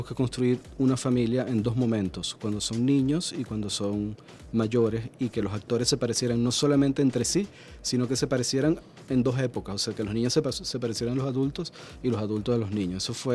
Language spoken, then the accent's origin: Spanish; Maracaibo, Zulia, Venezuela; Aunque yo soy de Maracaibo y algunos me reclamaban que porque no la iba a filmar allá